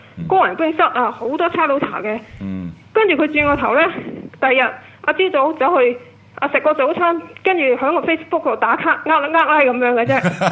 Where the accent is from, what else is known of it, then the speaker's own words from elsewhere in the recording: Hong Kong; 其實係想謀殺我哋香港人嘅喎，佢呢招咧。